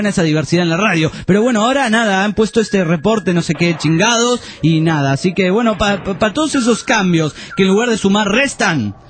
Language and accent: Spanish; Mexico City, Mexico; Soy de México DF y estoy muy encabronado porque nos quitaron la mejor estación de aquí.